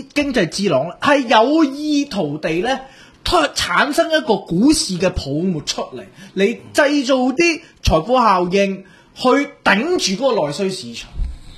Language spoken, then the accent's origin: Cantonese; Shantou, Guangdong, China; 因為我鄉下汕頭嗰度咧係發展，即從來都發展得唔好噶嘛。